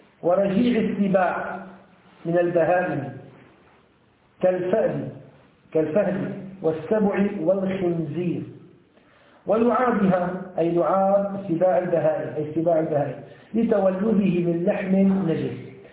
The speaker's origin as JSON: {"language": "Arabic", "country": "Syria", "said": "يعني في عندنا في الشام وهنا كذلك لا يوجد هذه الفئران"}